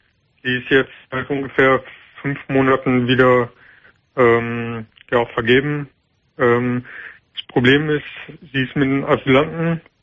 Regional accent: Turkey; Ich bin Türke.

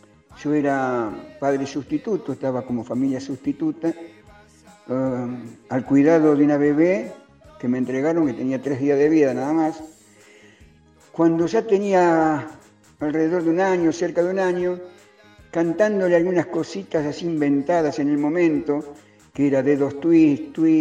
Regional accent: Quilmes, Buenos Aires Province, Argentina; un íntimo amigo mío que nos criamos juntos, Danielito, allá en Quilmes, provincia de Buenos Aires

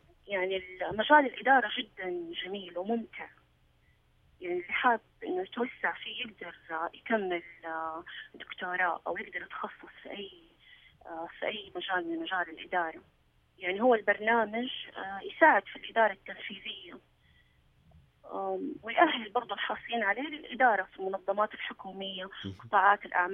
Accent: Saudi Arabia; موجودة عندنا في السعودية

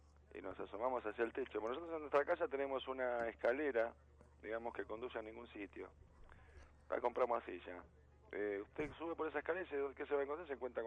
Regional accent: Moreno, Buenos Aires Province, Argentina; Y nosotros somos de Moreno y de La Perlita

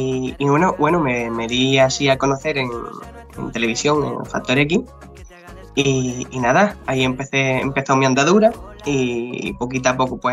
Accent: Alcalá de los Gazules, Andalusia, Spain; Pues yo soy de Alcalá de los Gatules, ¿vale? De un pueblecito de Cádiz.

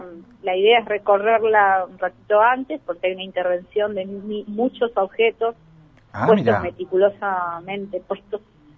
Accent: Argentina; la situación que vivimos como argentinos nos supera

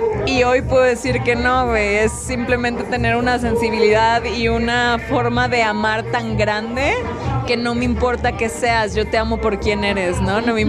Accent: Ciudad Valles, San Luis Potosí, Mexico; soy de la Huasteca Potosina, orgullosamente vallense. Creo que la bandita de mi pueblo es súper chismosa.

